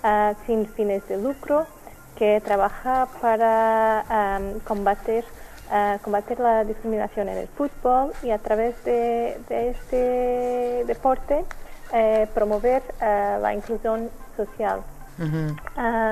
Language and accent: Spanish; Portugal; Spanish is a second language; Soy portuguesa.